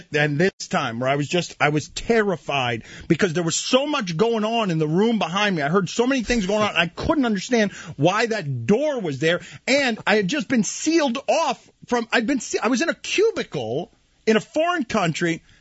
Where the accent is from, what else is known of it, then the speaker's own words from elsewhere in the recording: United States; not announcing to anybody that I'm an American tourist.